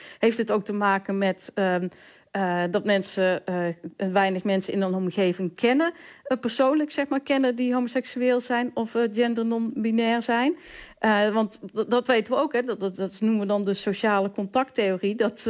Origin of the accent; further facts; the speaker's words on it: Valkenswaard, North Brabant, Netherlands; Ik kom zelf uit Valkenswaard.